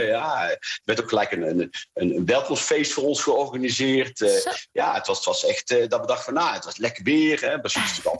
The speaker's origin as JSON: {"language": "Dutch", "region": "North Brabant", "country": "Netherlands", "said": "Dus ik ben een Brabander, dat scheelt denk ik ook nog wel."}